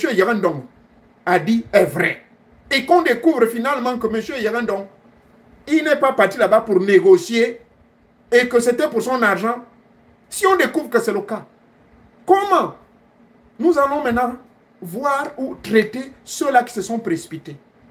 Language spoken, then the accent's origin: French; Gabon; Le cas de chez moi au Gabon, j'ai constaté que dans certains coins, mes frères pygmées se sont confiés à moi. J'ai un parent pygmée. Oui. Du côté de ma grand-mère.